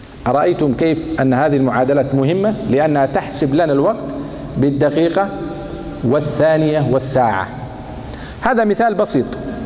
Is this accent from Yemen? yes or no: yes; Sana'a, Sana'a Governorate, Yemen; لأني أنا من صنعاء أصلا